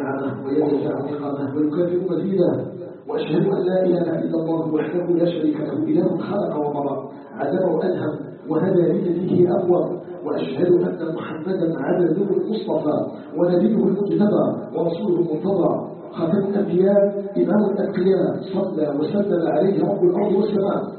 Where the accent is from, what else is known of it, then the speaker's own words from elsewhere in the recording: Algeria; نسألك جل وعلا أن يجعل بلدنا الجزائر بلدا آمنا مطمئنا